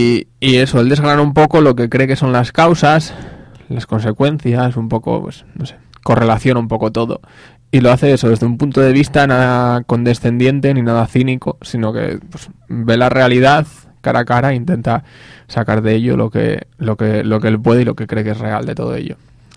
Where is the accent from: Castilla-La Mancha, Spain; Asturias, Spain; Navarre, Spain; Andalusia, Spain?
Asturias, Spain; pues como españoles o asturianos, lo que sea.